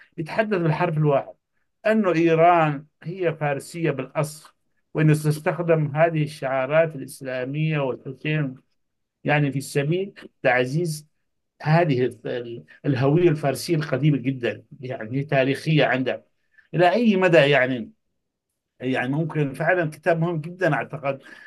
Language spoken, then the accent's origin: Arabic; Yemen; قلت له أنا يمني